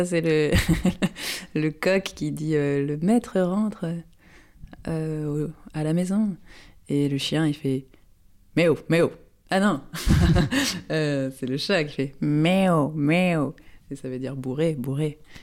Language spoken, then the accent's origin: French; Brittany, France; Et c'est vrai, je viens du Léon.